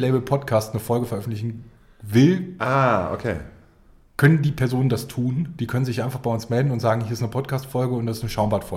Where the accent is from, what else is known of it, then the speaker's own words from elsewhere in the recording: Rhineland, Germany; Und ich als Rheinländer bin fürchterlich wütend